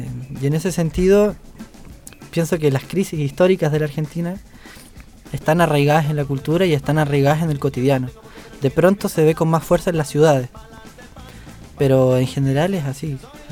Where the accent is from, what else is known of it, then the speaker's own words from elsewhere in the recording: Chile; born there; es ajeno para nosotros que nacimos en Chile, ¿sabes? Es raro hablar de la inflación en Chile.